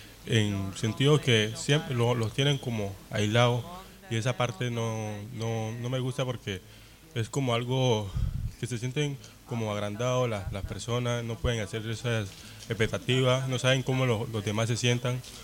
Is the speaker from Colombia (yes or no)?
yes; Colombia; now in Chile; Vengo de Colombia